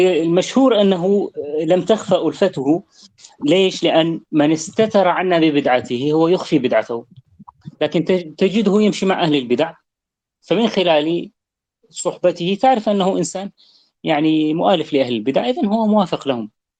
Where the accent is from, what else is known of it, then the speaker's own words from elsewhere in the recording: Syria; نحن عندنا في سوريا من لباسنا